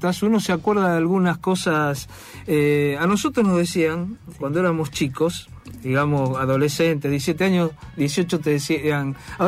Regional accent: Buenos Aires, Argentina; yo soy de Boedo.

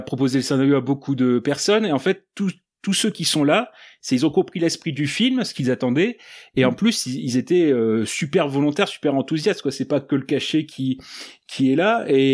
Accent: Arras, Hauts-de-France, France; moi je suis d'Arras dans le Pas-de-Calais

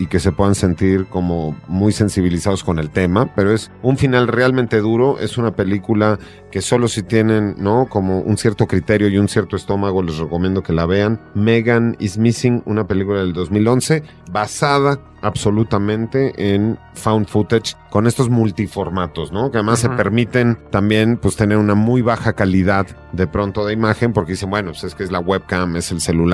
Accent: Mexico; como latinoamericanos, en nuestro caso como mexicanos

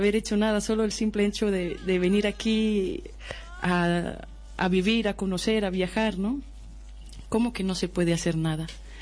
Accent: Costa Rica; moved away; Pues yo siempre me he dedicado a la música desde que salí hace 13 años de Costa Rica, viajando, caminando pues por todo Latinoamérica, sur y centro y también México

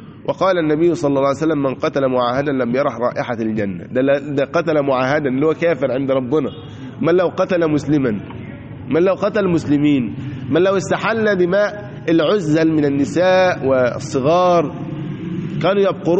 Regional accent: Egypt; وكان مثلها عندنا في مصر

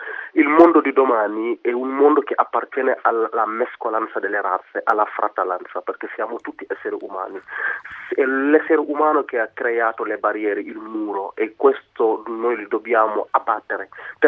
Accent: Senegal; now in Italy; Io sono senegalese, di carnagione sono nero come Balotelli.

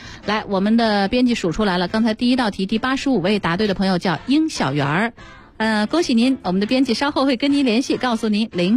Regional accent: Fujian, China; 因为我就是福建人

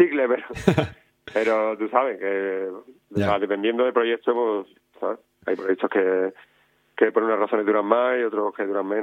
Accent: Andalusia, Spain; Soy andaluz y ya está, ¿sabes?

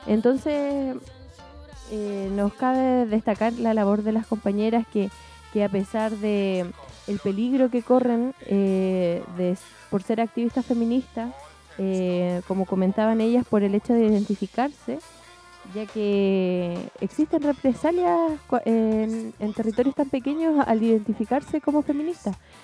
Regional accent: Chile; O sea, incluso nosotras que como chilenas somos víctimas de la violencia, a mí me ha causado impresión estar en Bolivia

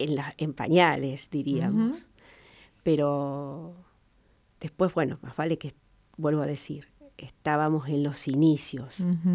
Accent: Toay, La Pampa, Argentina; Siempre viví acá. Nací en Santa Rosa por una cuestión que en aquel momento había partera.

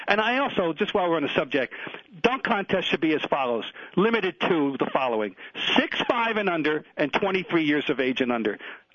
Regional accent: Trenton, New Jersey, United States; My hometown team, the Trenton Colonials, is playing.

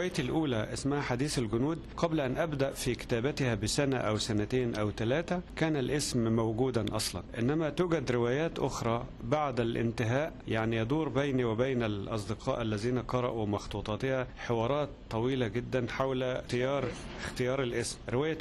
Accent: Egypt; عندنا في مصر سيرة أخرى من السير المهمة جدا

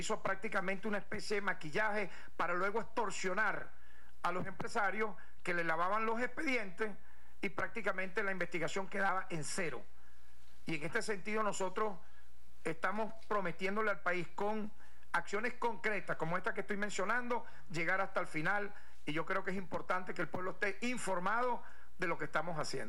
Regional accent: Venezuela; ¿Y cómo quedamos nosotros como venezolanos?

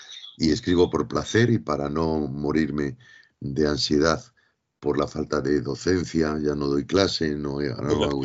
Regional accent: Madrid, Community of Madrid, Spain; Me había puesto a nacer en Almería cuando yo soy de Madrid.

